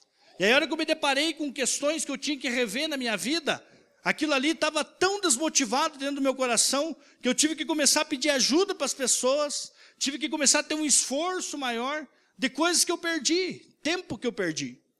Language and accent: Portuguese; Rio Branco, Acre, Brazil; deu uma enchente lá na minha cidade, em Rio Branco. Inundou tudo lá.